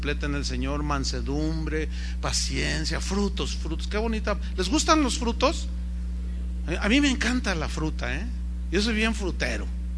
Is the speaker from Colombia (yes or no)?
no; San Luis Potosí, Mexico; Yo soy de un lugar, soy de San Luis Potosí, donde hay muchas tunas. Y cuando yo era un niño, mi abuelo me enseñó a comerme las tunas en el nopal.